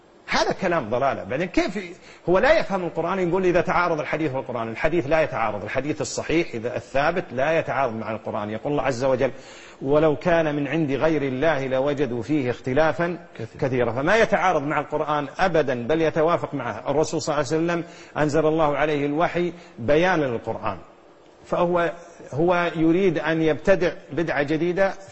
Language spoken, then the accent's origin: Arabic; Kuwait; هنا عندنا في الكويت